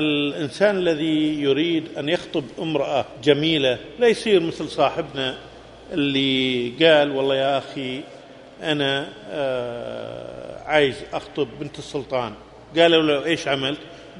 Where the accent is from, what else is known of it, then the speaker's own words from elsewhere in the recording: Kuwait; عندكم في السعودية وعندنا في الكويت